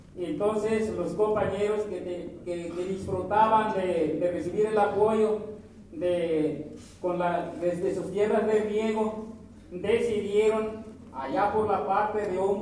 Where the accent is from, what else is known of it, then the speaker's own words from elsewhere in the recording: Santa María Ostula, Michoacán, Mexico; nosotros los compañeros que vinimos de la comunidad de Santa María Oscura